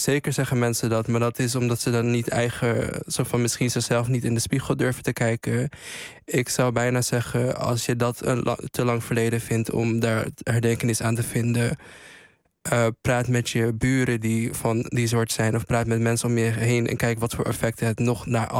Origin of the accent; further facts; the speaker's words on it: Friesland, Netherlands; Als zwarte Fries, ik kom uit Friesland